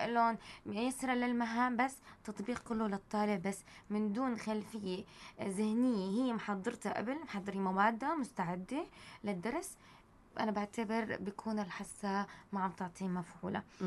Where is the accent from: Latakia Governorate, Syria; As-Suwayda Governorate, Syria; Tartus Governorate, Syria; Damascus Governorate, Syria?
Tartus Governorate, Syria; Tartus; موجود في عندنا بطرطوس حديقة حيوان؟ بدنا نلجأ انه في ضيعة